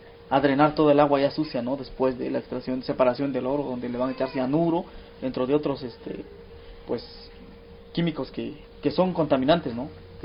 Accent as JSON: {"language": "Spanish", "town": "San José del Progreso", "region": "Oaxaca", "country": "Mexico", "said": "de 1.300 personas o habitantes que somos de San José"}